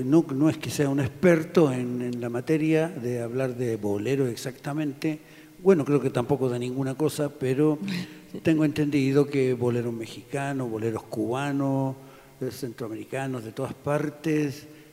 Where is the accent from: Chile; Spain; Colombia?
Chile; moved away as an adult; now in Ecuador; soy un chileno que llegó aquí en enero del 76, así que son muchos años los que ya llevo en este hermoso Ecuador